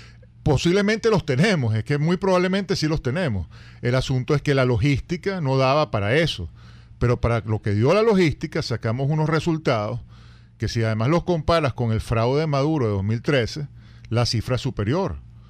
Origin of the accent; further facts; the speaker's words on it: Venezuela; nos tenemos que felicitar como venezolanos por lo que pasó ayer, ¿no?